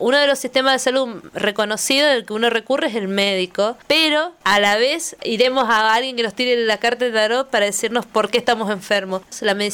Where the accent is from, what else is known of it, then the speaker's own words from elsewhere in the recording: Argentina; soy de Argentina, estudié antropología y después un posgrado en ciencia, tecnología y sociedad